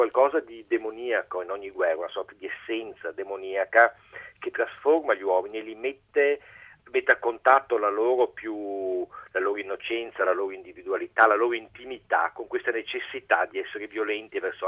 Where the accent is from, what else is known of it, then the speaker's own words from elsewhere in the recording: Venice, Veneto, Italy; io sono veneziano, e questa è una storia molto veneta